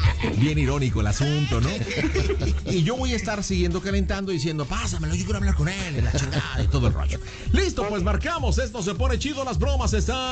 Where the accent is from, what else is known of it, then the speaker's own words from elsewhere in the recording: Iztapalapa, Mexico City, Mexico; yo también soy de Iztapalapa.